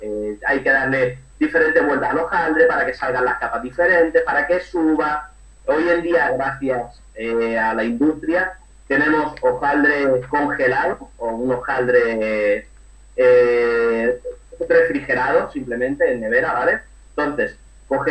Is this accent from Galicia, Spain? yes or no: no; Málaga, Andalusia, Spain; also born or lived in Madrid; después ya me vine para Málaga. Yo soy de Madrid, pero llevo toda mi vida aquí en Málaga.